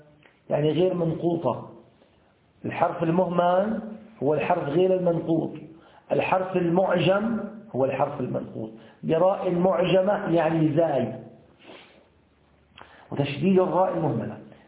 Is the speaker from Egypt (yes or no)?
no; Syria; هذا البلوك عندنا في سوريا البلوك طري